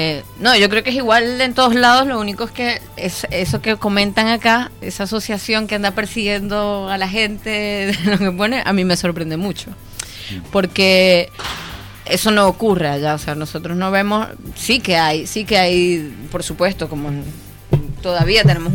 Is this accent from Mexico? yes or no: no; Venezuela; todavía en mi país algunos están al aire y forman parte de la oposición venezolana abiertamente.